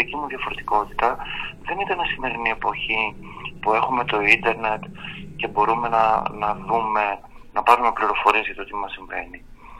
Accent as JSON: {"language": "Greek", "town": "Ioannina", "region": "Epirus", "country": "Greece", "tie": "born or raised there", "said": "Εγώ γεννήθηκα στην επαρχία, στα Γιάννενα, και μεγάλωσα σε ένα περιβάλλον, ας το πούμε, πατριαρχικό, σχετικά ομοφοβικό και τρανσφοβικό"}